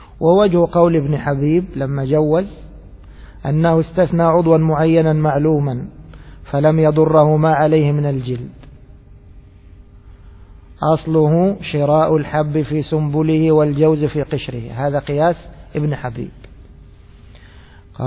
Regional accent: Egypt; وفي عندنا في مصر الكوارع قوائم.

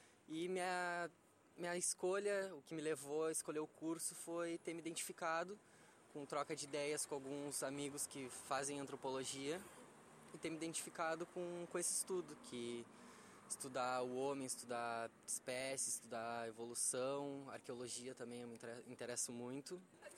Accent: Rio Grande, Rio Grande do Sul, Brazil; now in Pelotas, Brazil; sou natural de Rio Grande, estou vindo para cá, para Pelotas, dividir uma casa com meu irmão

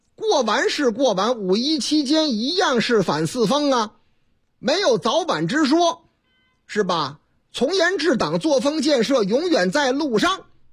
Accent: Zhengzhou, Henan, China; 你听这个口音还听不出来吗？我老家河南郑州，啊，不是我那个唯一的老家，哎，我老家多

